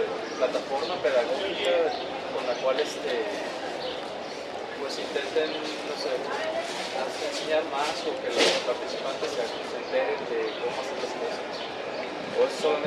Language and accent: Spanish; Guadalajara, Jalisco, Mexico; yo vengo de Guadalajara